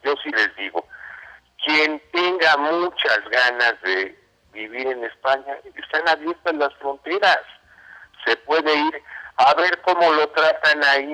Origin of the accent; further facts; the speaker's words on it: Mexico; vamos a festejar muy, muy, muy a fondo que somos mexicanos, que no somos españoles